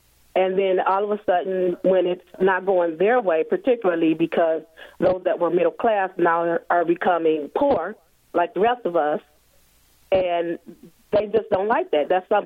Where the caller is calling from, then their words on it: Detroit, Michigan, United States; And I'm calling from Detroit, and it is ever so much now than it is before.